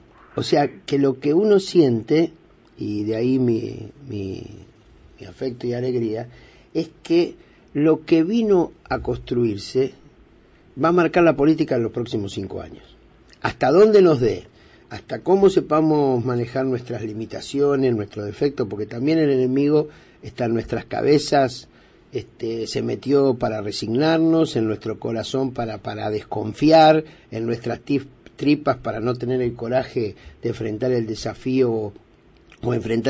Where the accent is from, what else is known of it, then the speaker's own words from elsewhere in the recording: Argentina; Somos millones los argentinos que queremos otra realidad.